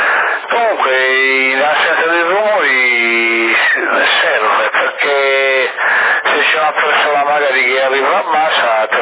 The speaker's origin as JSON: {"language": "Italian", "town": "Sassari", "region": "Sardinia", "country": "Italy", "said": "però ce l'ho accentuata la S, io sono di Sassari."}